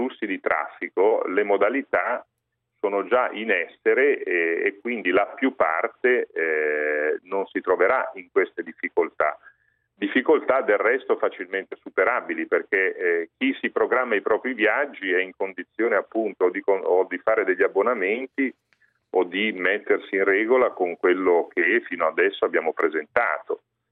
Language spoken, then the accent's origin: Italian; Genoa, Liguria, Italy; Ad esempio, io vengo da Genova